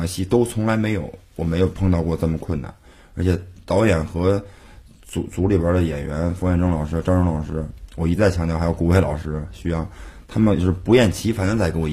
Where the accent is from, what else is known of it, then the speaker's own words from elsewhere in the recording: Beijing, China; accent: Beijing; 而且我是北京人，我说话容易北京腔，